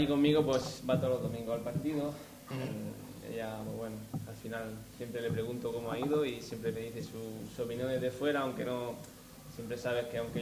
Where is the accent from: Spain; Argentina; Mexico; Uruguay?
Spain; Como música y como español